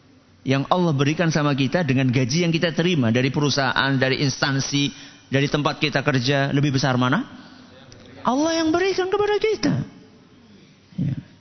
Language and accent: Indonesian; Java, Indonesia; Kalau kita orang Jawa kan cuma sampai berapa itu kita tahunya?